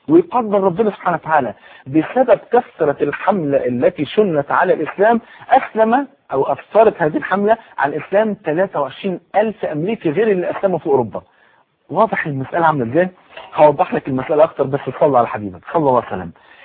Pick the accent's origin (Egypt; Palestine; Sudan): Egypt; في يوم من الايام احد رؤساء الجامعات عندنا في مصر منع دخول اي واحده لا منتقده ولا محجبه